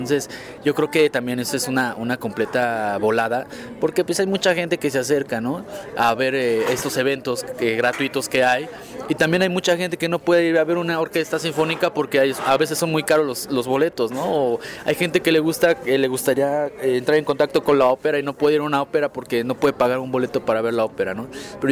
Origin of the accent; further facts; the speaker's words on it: Mexico; yo crecí en el barrio, ¿no? Yo soy allá de la San Felipe de Jesús.